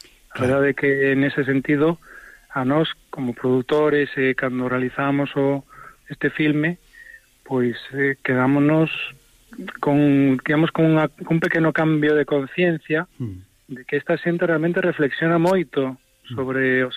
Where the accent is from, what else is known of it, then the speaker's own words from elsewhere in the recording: A Coruña, Galicia, Spain; eu son de Coruña